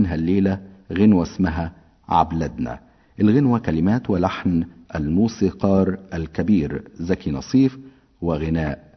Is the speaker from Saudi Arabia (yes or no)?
no; Egypt; طبعا احنا كمصريين